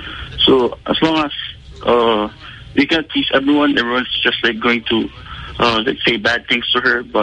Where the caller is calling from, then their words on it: Davao, Davao Region, Philippines; Hi, I'm from Davao, calling here from Davao.